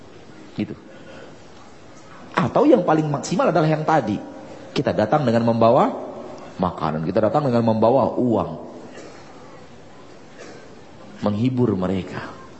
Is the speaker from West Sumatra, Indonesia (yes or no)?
yes; Padang, West Sumatra, Indonesia; Bukan gara-gara saya orang Padang ya.